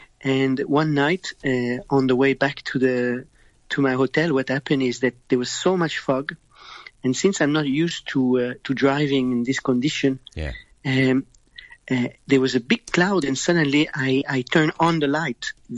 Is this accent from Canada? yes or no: yes; Montreal, Quebec, Canada; accent: French; No, you know, I'm from Canada and I have the French accent, but I'm from Montreal and Canada.